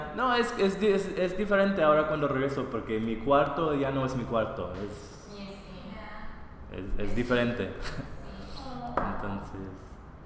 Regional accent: Milwaukee, Wisconsin, United States; Yo soy de Milwaukee.

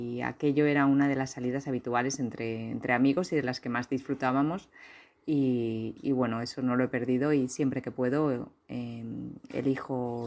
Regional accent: Valencian Community, Spain; soy una escritora valenciana

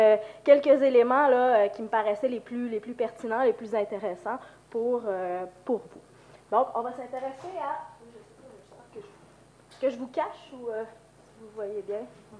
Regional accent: Quebec, Canada; accent: Quebec; now in Lyon, France; Donc, je vais faire mon possible avec ma grippe, mon accent québécois, pour que vous puissiez bien comprendre.

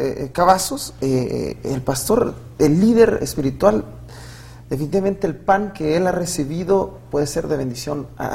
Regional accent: Tijuana, Baja California, Mexico; Soy de Tijuana, Baja California.

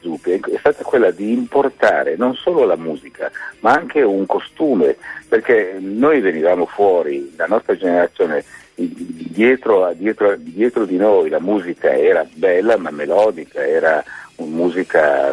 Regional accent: Milan, Lombardy, Italy; No, non lo so il milanese, io sono un milanese che non sa.

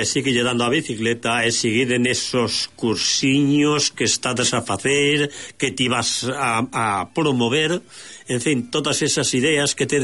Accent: Galicia, Spain; now in Sant Boi de Llobregat, Spain; xa non sei se son de aquí ou son de alí, pero, como digo sempre, somos os galegos do Mediterráneo.

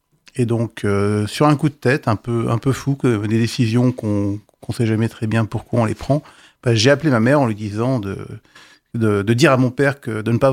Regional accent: Neufchâteau, Grand Est, France; Moi, je suis de Neufchâteau dans les Vosges.

